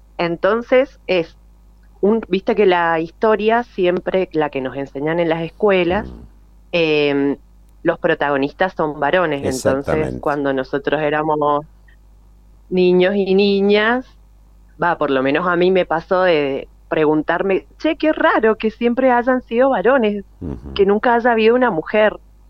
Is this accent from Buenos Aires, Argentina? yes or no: no; Mendoza, Argentina; como yo soy mendocina